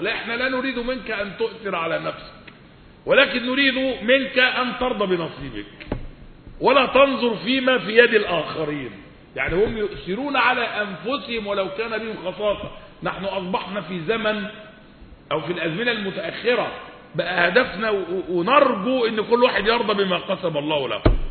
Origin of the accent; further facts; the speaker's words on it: Egypt; يعني اللغة العامية عندنا في مصر معبرة قوي عن الواقع الجديد